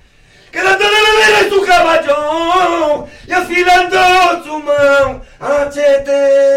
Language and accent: Spanish; Bilbao, Basque Country, Spain; De San Francisco.